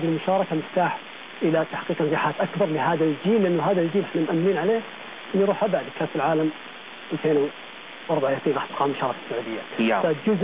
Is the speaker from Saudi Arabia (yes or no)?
yes; Saudi Arabia; وهي السيطره مو بس عندنا في السعوديه